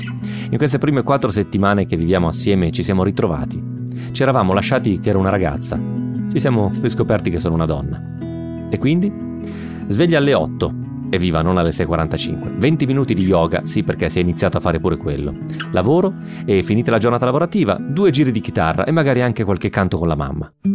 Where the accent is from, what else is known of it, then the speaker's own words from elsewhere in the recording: Sondrio, Lombardy, Italy; moved away as an adult; now in Milan, Italy; Erano 9 anni ormai che non passavo 8 settimane intere consecutive nella mia città natale, Sondrio.